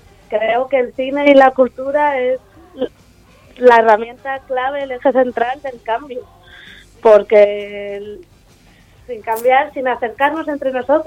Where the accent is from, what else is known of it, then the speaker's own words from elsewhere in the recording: Arriondas, Asturias, Spain; Hombre, yo soy de Arriondas